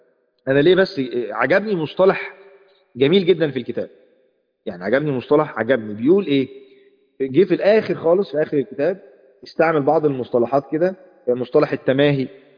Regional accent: Egypt; عندنا في مصر، مش عارف انتوا عارفين النيش ولا

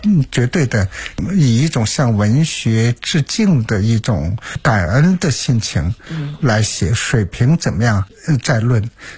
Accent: China; 现在从孩子到大人，我经常感觉到我们中国人好像被太多的心思所困扰。

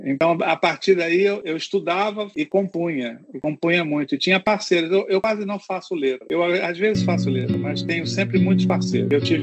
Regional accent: Rio de Janeiro, Brazil; Porque eu sou carioca, vivia em Copacabana

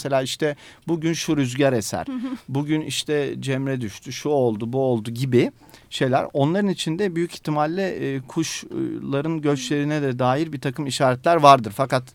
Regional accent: Istanbul, Turkey; İstanbul tabii bizim şu anda içinde yaşadığımız İstanbul değil. Ben 37 yaşındayım ama Üsküdar'da büyüdüm. İşte 30 sene önce her taraf kırlıktı. Evlerimizin arkası, Bağlarbaşı.

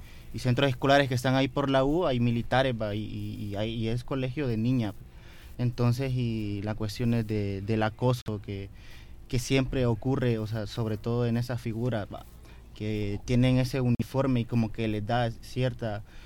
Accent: El Salvador; todo el contexto histórico que hemos venido viviendo como sociedad salvadoreña

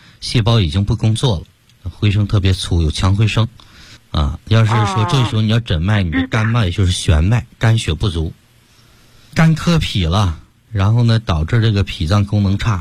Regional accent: Beijing, China; 我们北京人不是说病根儿吗？

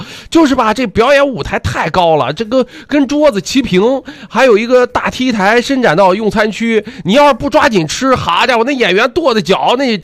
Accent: Qingdao, Shandong, China; 我知道我是海边长大的

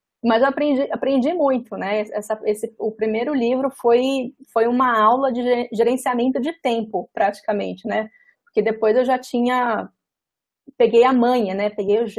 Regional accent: Espírito Santo, Brazil; now in São Paulo, Brazil; Para quem não sabe, eu sou capixaba, capixaba da Gema. Quando eu me mudei para São Paulo

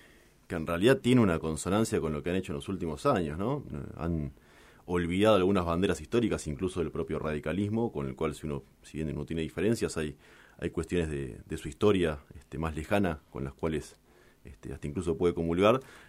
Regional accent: Mar del Plata, Buenos Aires Province, Argentina; Sí, yo toda mi vida nací en Mar del Plata. Soy marplatense de pura cepa. Segunda generación de marplatense.

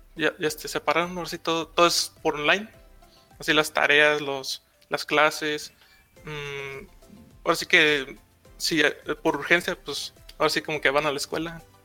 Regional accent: Guanajuato, Mexico; Mira, aquí soy de México, aquí del estado de Guanajuato.

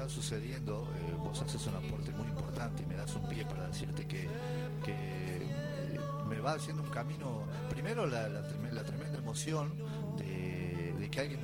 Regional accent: Brinkmann, Córdoba, Argentina; mi zona, Brickman, Córdoba, de donde yo vengo, estamos no muy lejos de esa zona. De Santa Fe a 200 kilómetros, de Entre Ríos 200 y pico.

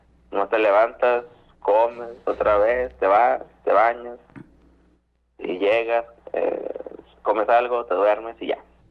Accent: Monterrey, Nuevo León, Mexico; De Monterrey, Nuevo León.

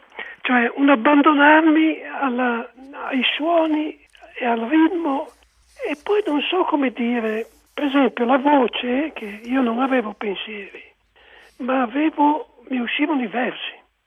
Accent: Milan, Lombardy, Italy; quando io sono cresciuto a Milano, in un tempo in cui tutti parlavano in milanese, ricchi e poveri

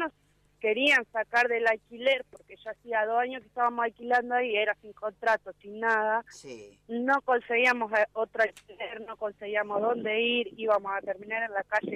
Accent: Pergamino, Buenos Aires Province, Argentina; moved away; Nosotros sí somos de Pergamino, hace 5 años que vinimos acá.

